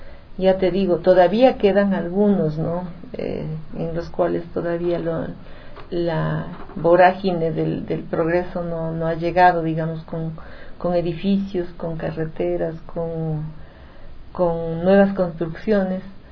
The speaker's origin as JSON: {"language": "Spanish", "town": "Azogues", "region": "Cañar", "country": "Ecuador", "tie": "born or raised there", "said": "aquí para conversar de la ciudad de Azogues, mi ciudad natal."}